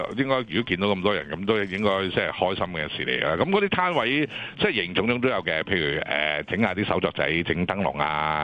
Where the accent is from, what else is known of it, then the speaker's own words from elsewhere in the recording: China; 即系譬如我哋中国人嘅节日系点样啦，点样过